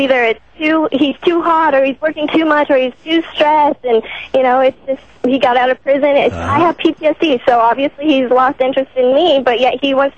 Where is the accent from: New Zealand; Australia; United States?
United States; New Mexico; moved away as an adult; Well, Tom, when you're 20 years old and I'm from New Mexico originally, you come out to L.A.